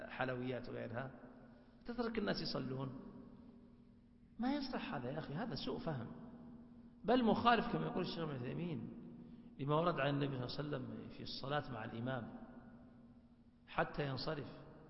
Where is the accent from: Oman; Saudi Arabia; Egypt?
Saudi Arabia; Hejaz; والعوام عندنا في الحجاز يقولون مثال بسيط عند العوام